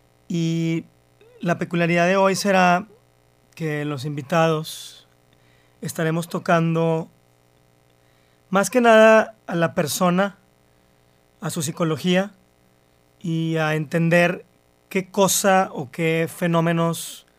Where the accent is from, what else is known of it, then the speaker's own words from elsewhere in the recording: Mexico; derechos civiles que constitucionalmente tenemos como mexicanos